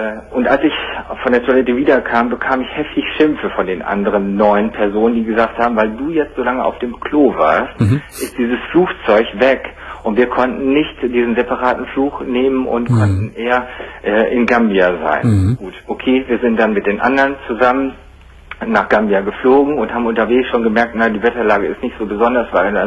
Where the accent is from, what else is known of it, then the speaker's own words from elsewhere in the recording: North Rhine-Westphalia, Germany; now in Oldenburg, Germany; ich rufe aus Oldenburg in Niedersachsen an, aber als Sauerländer habe ich natürlich immer noch die bisschen Verbindung zum WDR.